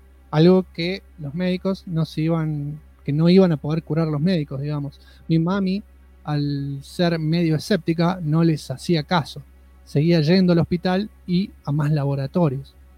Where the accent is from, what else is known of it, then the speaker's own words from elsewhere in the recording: Izalco, Sonsonate, El Salvador; Soy de El Salvador, país centroamericano, específicamente de Izalco, una ciudad muy chiquitita de aproximadamente 10.000 habitantes